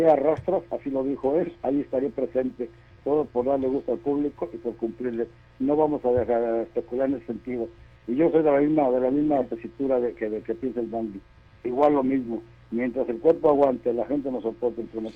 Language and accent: Spanish; Guadalajara, Jalisco, Mexico; que luchar en Guadalajara, que es mi tierra